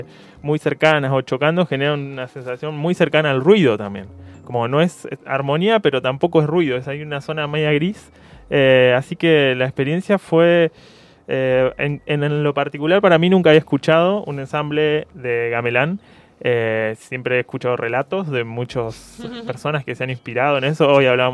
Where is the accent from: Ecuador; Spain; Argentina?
Argentina; Necochea, Buenos Aires Province; Yo soy de Necochea, en realidad.